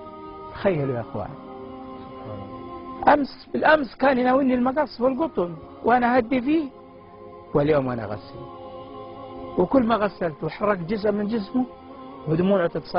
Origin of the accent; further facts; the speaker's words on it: Saudi Arabia; المقابر في عندنا في السعودية كما تشاهد